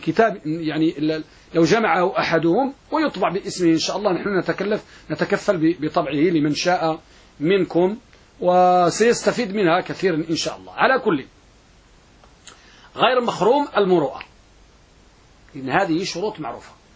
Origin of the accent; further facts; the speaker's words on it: Morocco; النساء عندنا بالمغرب